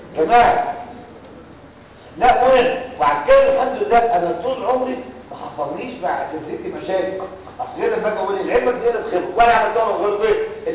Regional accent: Egypt; ده عندنا في مصر ده الواقع

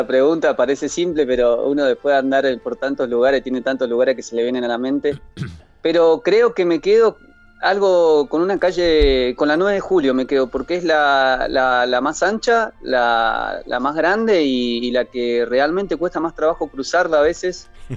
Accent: Ushuaia, Tierra del Fuego, Argentina; yo soy oriundo de Ushuaia, mi familia es migrante de Mendoza. Yo me crié en Ushuaia

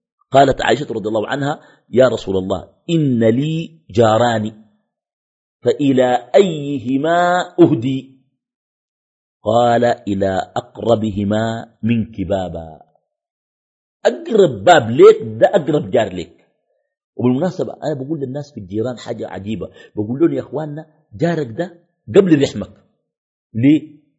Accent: Khartoum, Sudan; بعض الأحياء عندنا في الخرطوم بتكون أحياء مغلقة

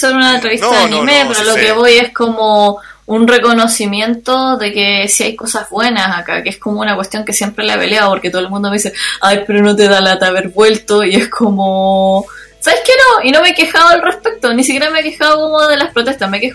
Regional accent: Chile; en todos los ámbitos como chilenos, como que en realidad ese chaqueteo ocurre por todas partes todo el rato

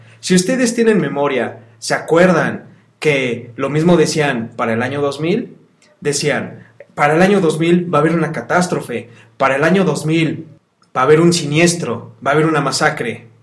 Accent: Mexico; estamos muy contentos en nombre del pueblo de México de que tenemos muy buenos peleadores

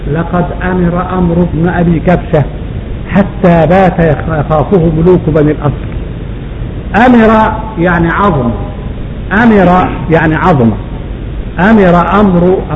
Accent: Upper Egypt, Egypt; لحد دلوقتي عندنا في الصعيد بيعملوا للحقل القمح مثلا او الفول

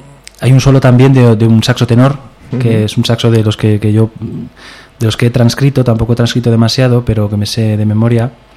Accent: Épila, Aragon, Spain; accent: Aragonese; now in Zaragoza, Spain; Bueno, soy de un pueblo de Zaragoza que se llama Épila.

